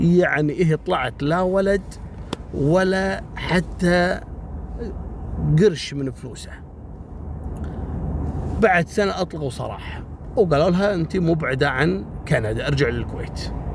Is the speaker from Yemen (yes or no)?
no; Kuwait; المهم راح إلى جمعية سوبر ماركت كبير عندنا في الكويت في منطقة اسمها منطقة ضاحية عبد الله السالم.